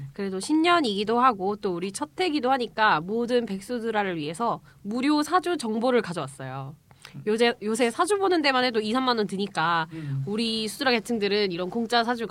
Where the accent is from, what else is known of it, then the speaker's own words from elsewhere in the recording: South Gyeongsang, South Korea; 저희 경상남도 출신이라가지고 어쨌든 거기 칠서라고 있어요